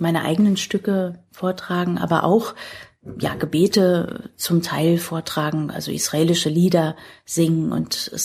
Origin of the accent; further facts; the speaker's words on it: Berlin, Germany; Und als sie hierher kamen, kannten sie sich in Berlin überhaupt nicht aus. Und so sind wir zunächst in Tempelhof gelandet.